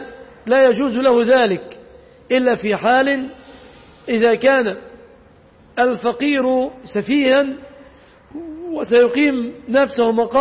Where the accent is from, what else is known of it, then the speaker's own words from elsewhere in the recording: Egypt; ليس في عرفنا كمصريين، لأن أغلب المصريين لا يمتلكون سيارة